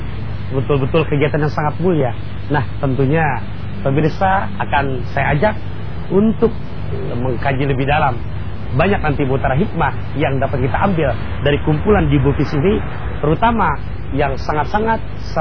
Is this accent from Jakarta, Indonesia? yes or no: yes; Jakarta, Indonesia; Karena kita orang Betawi, poyokan lah.